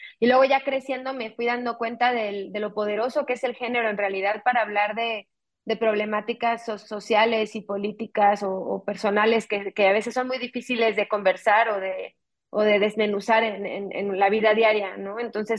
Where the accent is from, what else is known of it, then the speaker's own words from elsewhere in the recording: Mexico City, Mexico; mi coescritora y yo, y el gran parte del equipo creativo detrás de Huesera, crecimos en la Ciudad de México, somos latinoamericanas